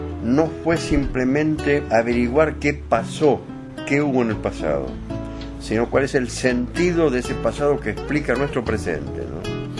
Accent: Bahía Blanca, Buenos Aires Province, Argentina; Sin olvidar mi patria chica bahiense, yo soy de Bahía Blanca.

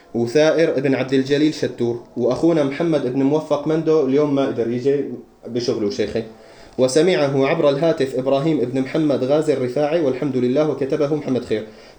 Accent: Homs, Homs Governorate, Syria; نحن جميعا من حمص إلا أخونا حمزة من القامشلي

